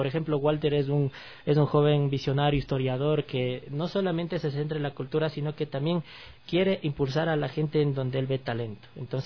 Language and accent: Spanish; Riobamba, Chimborazo, Ecuador; somos oriundos de Riobamba.